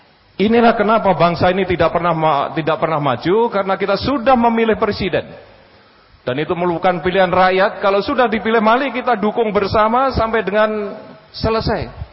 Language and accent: Indonesian; Java, Indonesia; Saya orang Jawa suruh ngomong Arab ya susah lah gini.